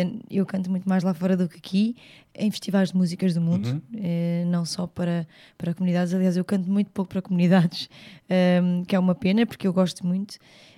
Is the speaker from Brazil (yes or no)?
no; São João do Estoril, Lisbon, Portugal; eu nasci em Lisboa, mas vivo na Ala Praia, que é ali em São João do Estoril, desde miúda